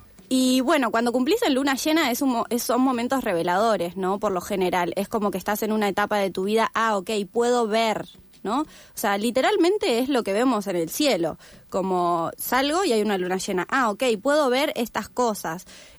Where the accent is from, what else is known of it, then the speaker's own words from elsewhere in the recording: El Bolsón, Río Negro, Argentina; yo soy de Bolsón, soy de la Patagonia, vivo acá hace 3 meses.